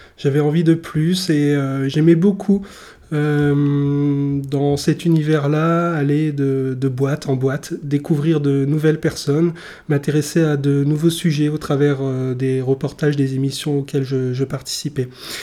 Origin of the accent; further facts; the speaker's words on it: Douai, Hauts-de-France, France; also born or lived in Amiens; Je suis né en Nord-Pas-de-Calais, Picardie, et plus précisément à Douai. Donc j'ai bien connu toute cette nature que j'adorais dans le nord.